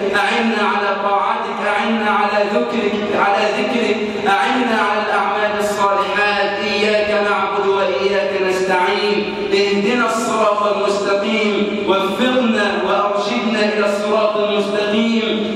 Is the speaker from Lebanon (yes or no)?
no; Egypt